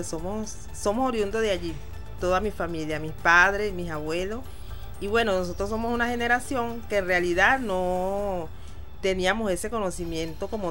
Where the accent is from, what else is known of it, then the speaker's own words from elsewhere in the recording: Barlovento, Miranda, Venezuela; soy artesana chocolatera, vengo de Barlovento, Miranda.